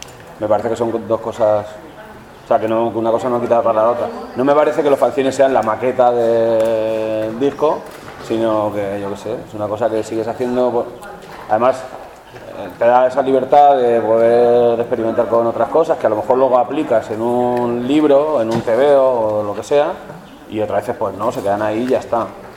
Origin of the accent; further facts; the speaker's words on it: Madrid, Community of Madrid, Spain; como soy madrileño, no me cuesta gritar.